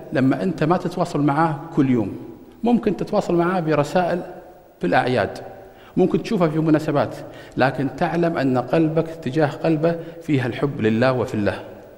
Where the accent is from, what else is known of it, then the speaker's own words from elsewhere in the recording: Kuwait; عندنا في الكويت مركز جميل